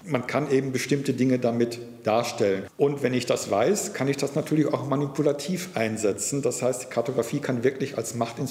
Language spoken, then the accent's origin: German; North Rhine-Westphalia, Germany; ich bin am Niederrhein aufgewachsen, dort gab es einen Flughafen der Royal Air Force.